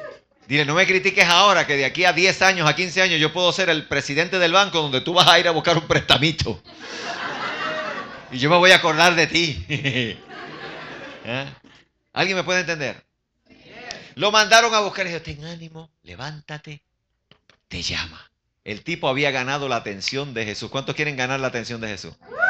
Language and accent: Spanish; Puerto Rico; Y me molestaban allá en mi país, en Puerto Rico